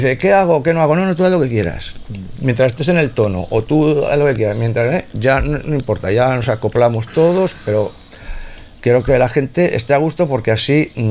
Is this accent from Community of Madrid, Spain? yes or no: no; Bilbao, Basque Country, Spain; Yo no tengo pueblo, yo soy de Bilbao.